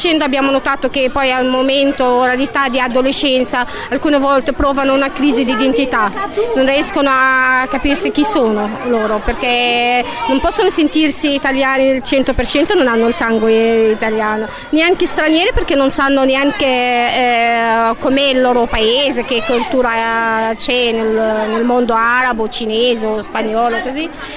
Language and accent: Italian; Egypt; Italian is a second language; now in Italy; sono egiziana, sono qua in Italia da 10 anni